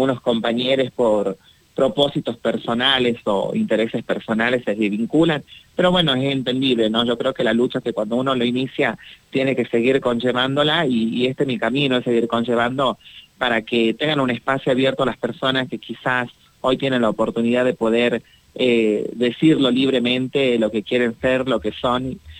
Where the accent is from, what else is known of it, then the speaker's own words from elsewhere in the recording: Tafí del Valle, Tucumán, Argentina; que yo soy acá de Tafí del Valle